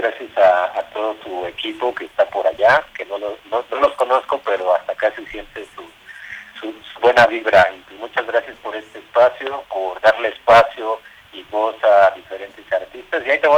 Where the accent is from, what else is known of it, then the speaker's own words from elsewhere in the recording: Mexico City, Mexico; mi visión como chilango, como tipo de Ciudad de México, ¿no?